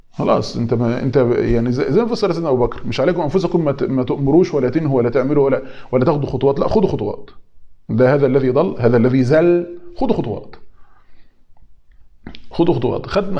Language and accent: Arabic; Egypt; زي ما بيقولوا عندنا في مصر شايل طاجن سته